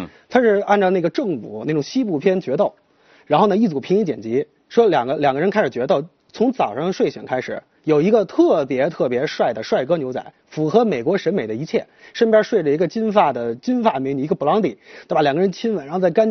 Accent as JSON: {"language": "Chinese", "country": "China", "said": "我觉得我们中国人受益。"}